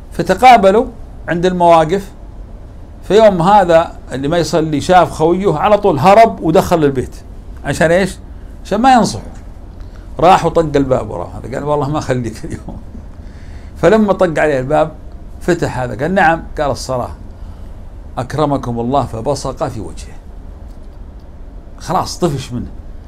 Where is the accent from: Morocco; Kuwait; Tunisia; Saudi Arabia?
Saudi Arabia; أذكر في قصة حدثت في منطقة عندنا في السعودية اسمها تبوك